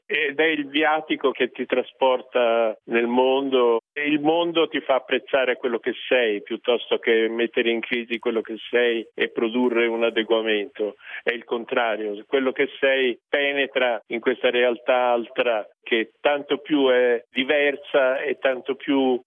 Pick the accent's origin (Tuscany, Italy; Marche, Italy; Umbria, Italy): Tuscany, Italy; Florence; probabilmente conta il fatto che sono nato a Firenze, che ho non solo studiato l'arte, ma l'ho frequentata